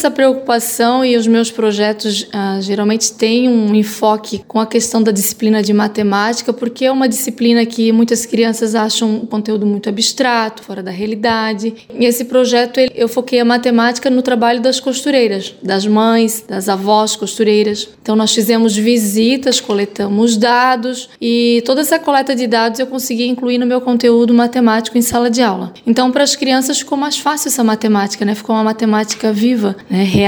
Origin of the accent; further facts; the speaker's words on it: Gaspar, Santa Catarina, Brazil; Eu sou nascida aqui em Gaspar, sempre morei no Santa Terezinha